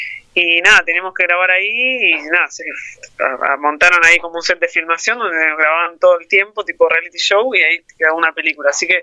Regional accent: Berisso, Buenos Aires Province, Argentina; yo cuento que soy de Berisso

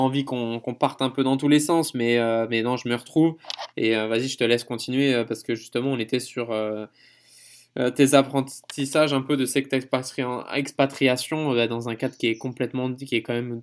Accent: France; En tant que Français, maintenant j'en ai plus conscience.

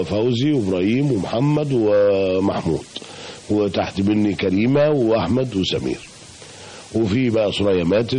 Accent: Bulaq Dakrour, Giza Governorate, Egypt; لأن أنا سبت بلاب العلا وأنا عندي يمكن 5 سنين، وبعدين عشت كتير في بلاد دكرور، يمكن عشت لغاية ما اتجوزت سنة 89، وبعد كده انتقلت بعد ما اتجوزت للهرم.

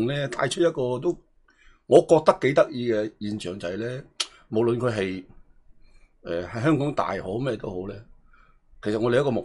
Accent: Guangzhou, Guangdong, China; 我都系老广州嚟噶。

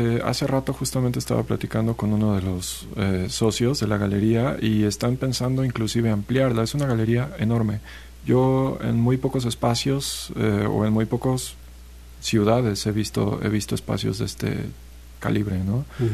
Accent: Cuernavaca, Morelos, Mexico; also born or lived in Xalapa; No, yo soy de Cuernavaca. Viví aquí en Jalapa 8 años, estudié en la Universidad Veracruzana.

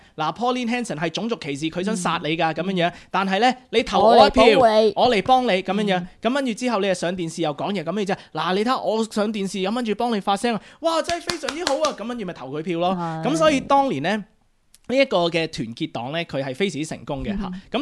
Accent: Australia; 我喺呢度土生土長嘅澳洲人啦，咁但係咧我係一個亞洲面孔咁。

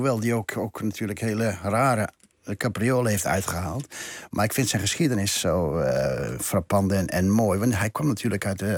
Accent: Gelderland, Netherlands; Dat is even een beetje de achterhoekconnectie waar ik vandaan kom.

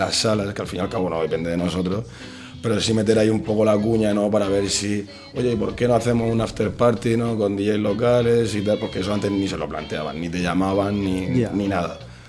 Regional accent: Murcia, Region of Murcia, Spain; los que somos de Murcia la conocemos bien desde mucho tiempo

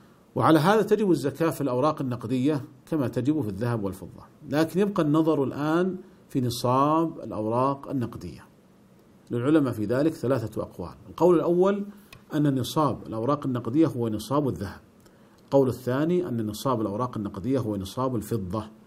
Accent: Saudi Arabia; فمثلا عندنا في المملكة العربية السعودية كان الريال يكتب عليه قديما

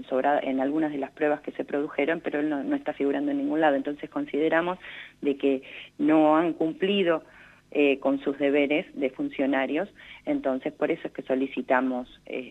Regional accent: Alvear, La Pampa, Argentina; tanto los que somos de acá de Alvear, como creo que toda La Pampa

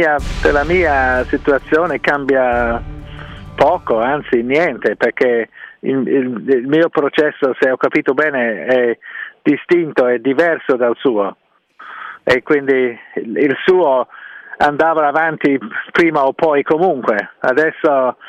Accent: England, United Kingdom; Italian is a second language; io sono inglese

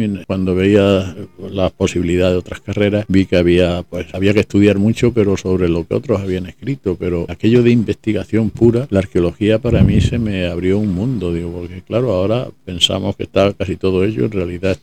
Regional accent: Málaga, Andalusia, Spain; Yo no nací en Málaga, nací mi familia de origen extremeño. Ajá. Pero prácticamente se vinieron para acá. Y aquí me he hecho hombre

